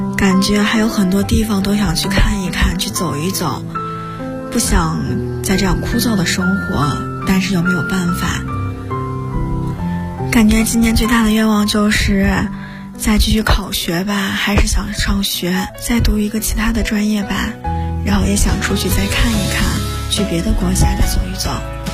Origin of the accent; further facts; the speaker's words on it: Luoyang, Henan, China; ，已经毕业有半年了